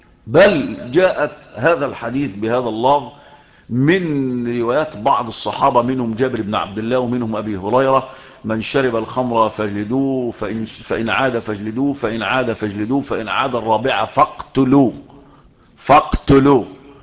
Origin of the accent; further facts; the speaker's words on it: Shubra, Cairo Governorate, Egypt; مين، يقول لك القاهري، او يقال الشبراوي، لان انا من مواليد شبرا ومتربي في شبرا